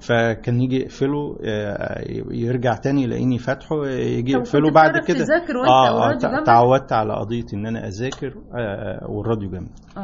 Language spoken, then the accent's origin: Arabic; Beni Suef Governorate, Egypt; احنا انا من بني سويف من مركز سنصة من قرية اسمها بني حلة